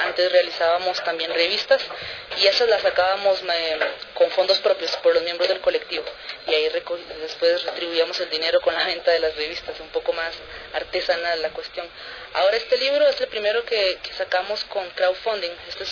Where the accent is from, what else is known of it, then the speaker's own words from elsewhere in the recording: Costa Rica; now in Quito, Ecuador; incluyéndome a mí aquí en Quito, aunque soy de Costa Rica.